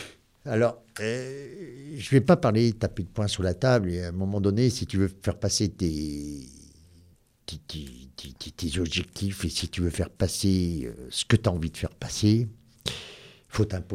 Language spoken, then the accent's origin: French; Bellegarde-sur-Valserine, Auvergne-Rhône-Alpes, France; Moi, je suis né ici. Je suis né en 1966 à Béliard sur Valseron. Maintenant, on est Valseron. Je prends le Valseronois. Je suis un vrai Valseronois.